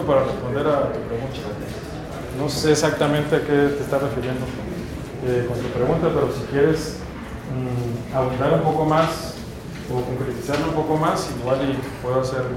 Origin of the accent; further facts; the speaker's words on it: Baja California, Mexico; Bueno, yo soy de Baja California, entonces voy a mencionar de Baja California